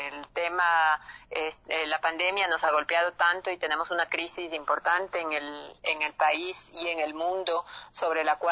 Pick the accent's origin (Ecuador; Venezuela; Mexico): Ecuador; las necesidades que tenemos nosotros como ecuatorianos.